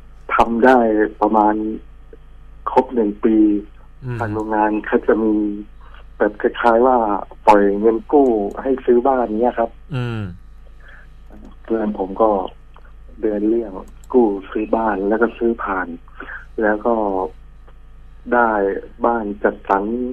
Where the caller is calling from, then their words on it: Rayong, Thailand; ระยองครับ